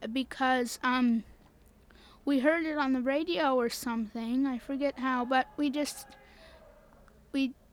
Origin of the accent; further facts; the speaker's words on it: Halifax, Nova Scotia, Canada; I'm from Halifax.